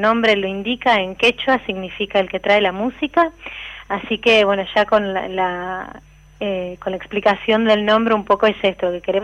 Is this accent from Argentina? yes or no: yes; Argentina; que creemos que esas tres cosas son como un poco parte de nuestra identidad como latinos y como argentinos